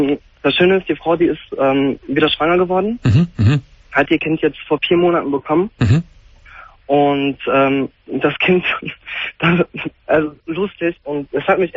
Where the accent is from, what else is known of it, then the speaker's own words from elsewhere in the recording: Cologne, North Rhine-Westphalia, Germany; Also ich komme, wie gesagt, aus Köln, sie aus Bergheim.